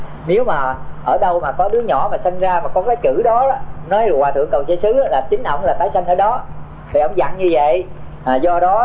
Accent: Tay Ninh, Vietnam; Cho nên thầy sinh trưởng ở Tây Ninh do những cái mẫu chuyện mà nó huyền thoại đó

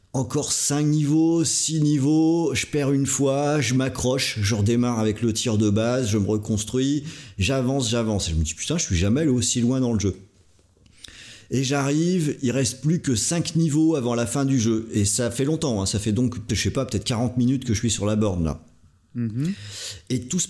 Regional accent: Brittany, France; parce qu'à la base je suis breton, donc aller sur un bateau ça me fait vraiment rien

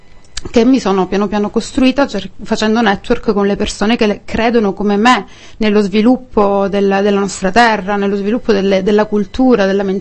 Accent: Vibo Valentia, Calabria, Italy; moved away as an adult; come ben sapete tutti quanti, e vengo dalla Calabria, nello specifico da Vibo Valentia, la provincia più arretrata di tutta l'Italia. Cosa succede? Che a 18-19 anni vado via dalla mia terra

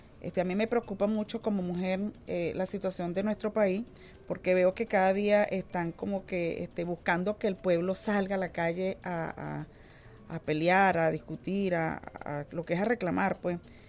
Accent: Venezuela; nosotras como venezolanas

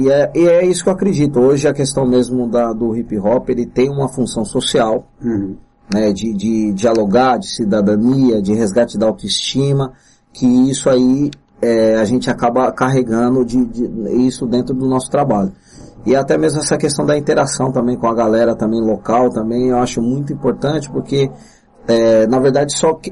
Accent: São Bernardo do Campo, São Paulo, Brazil; eu sou de São Bernardo do Campo, sou batateiro, quem nasce em São Bernardo do Campo é considerado batateiro, quem nasce em Santo André, ceboleiro, eu sou batateiro

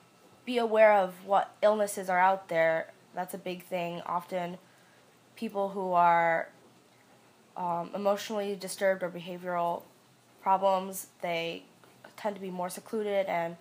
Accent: West Hartford, Connecticut, United States; I'm 20 years old, and I'm currently a student at the University of Connecticut studying special education, and I'm from West Hartford.

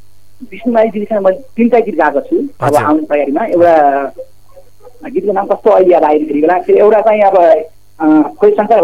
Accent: Rampur, Lumbini Province, Nepal; also born or lived in Kolkata, India; जन्म त मेरो इन्डियामा भएको तर कलकत्तामा है

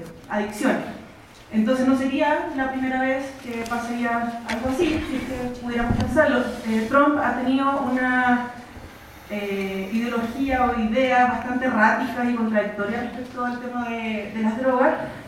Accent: Mexico; Es realmente el momento en que tenemos que replantearnos como mexicanos el tema de la legalización.

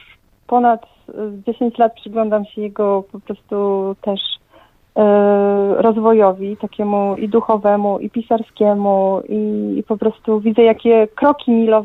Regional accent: Lower Silesian Voivodeship, Poland; ja jestem przewodnikiem, pochodzę tutaj z Karkonoszy, z gór.

